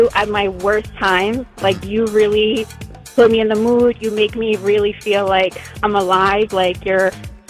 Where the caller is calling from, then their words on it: Westchester, New York, United States; I'm from Westchester.